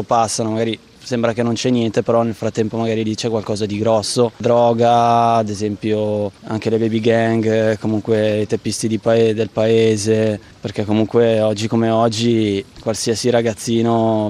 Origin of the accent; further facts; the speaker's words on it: Azzio, Lombardy, Italy; Io sono di Azio, provincia Varese.